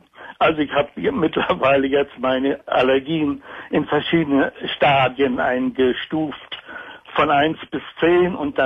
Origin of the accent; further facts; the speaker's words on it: Baltic coast, Germany; Ich bin an der Ostsee aufgewachsen